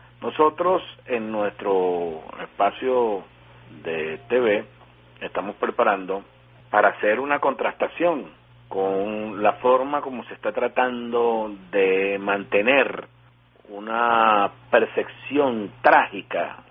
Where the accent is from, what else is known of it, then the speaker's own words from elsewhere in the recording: Venezuela; pues se emociona mucho como venezolano.